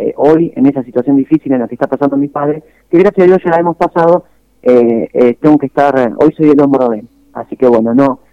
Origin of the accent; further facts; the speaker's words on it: Arias, Córdoba, Argentina; yo voy a Arias y no es para criticar a mi pueblo, porque yo lo amo a mi pueblo